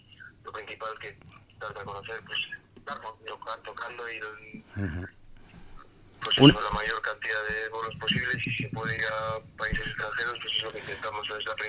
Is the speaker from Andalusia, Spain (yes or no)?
no; Bilbao, Basque Country, Spain; nosotros somos de... yo soy de Bilbao, el Juancho es de Arratia, y en nuestra zona no tenemos nada.